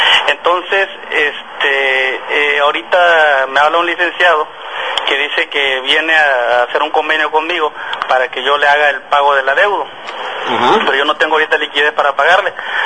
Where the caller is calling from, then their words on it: Emiliano Zapata, Tabasco, Mexico; Yo les hablo de Emiliano Zapata, Tabasco.